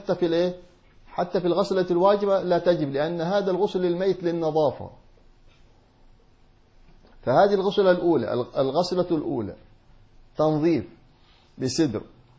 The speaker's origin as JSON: {"language": "Arabic", "region": "Hadramaut", "country": "Yemen", "said": "كما يفعله عندنا في حضرموت يأتون بالسدر"}